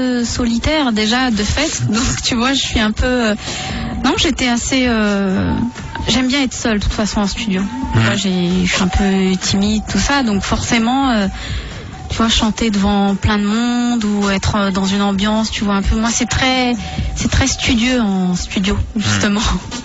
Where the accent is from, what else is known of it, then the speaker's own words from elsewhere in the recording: Saint-Denis, Île-de-France, France; born there; j'ai montré à mon fils où je suis née, à Saint-Denis.